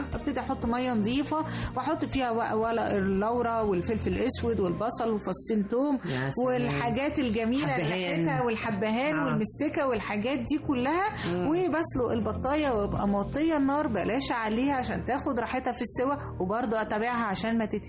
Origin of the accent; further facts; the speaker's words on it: Egypt; والله إحنا كمصريين اتفننا في عمال البط يعني.